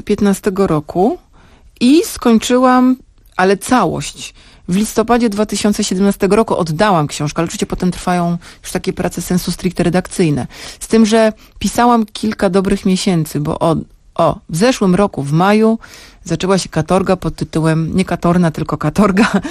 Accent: Sopot, Pomeranian Voivodeship, Poland; Jestem z Sopotu, pójdę na drugą stronę ulicy do Urzędu Miasta

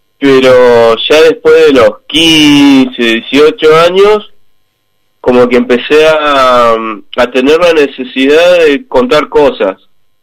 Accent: Plotier, Neuquén, Argentina; Nací en Neuquén Capital, pero desde los 4 años que estoy en Plotier, así que soy más de Plotier.

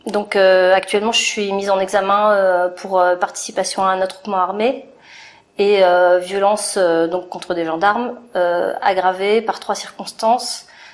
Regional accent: Paris, Île-de-France, France; born there; now in Meuse, France; J'ai 45 ans. Je suis née à Paris. Je suis dans la Meuse depuis 2 ans, je crois.

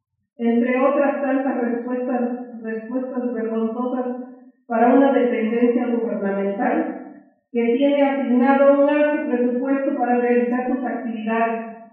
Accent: Oaxaca, Mexico; vengo del combativo Estado de Oaxaca.

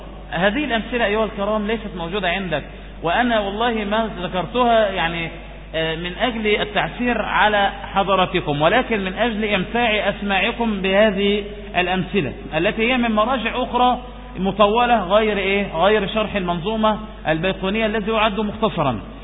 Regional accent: Egypt; يأتي لنا بإسناد يكون كل رواتي إيه مصريون، فهذا شرف لنا نحن من مصر

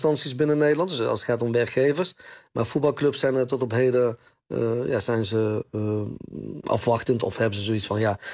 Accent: Morocco; ik ben zelf Marokkaan, ik ben 46 jaar.

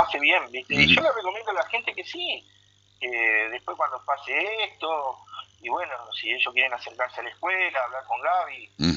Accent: Buenos Aires, Argentina; now in Concordia, Argentina; yo soy de Buenos Aires y hace 26 años que vivo acá.

